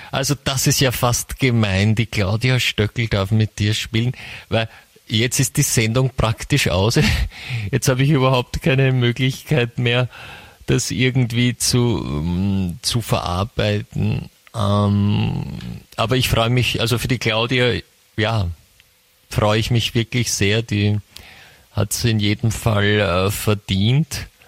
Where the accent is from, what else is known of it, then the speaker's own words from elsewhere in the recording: Vienna, Austria; aber die Antwort von Georg Klonei hat mich baff, wie man bei uns in Wien sagt, gemacht.